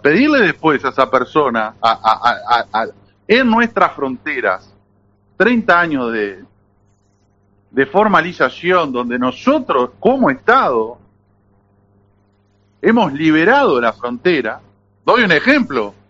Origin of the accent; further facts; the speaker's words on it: Uruguay; Nosotros somos uruguayos que peleamos toda la vida y llegamos a una edad que estamos cansados de pelear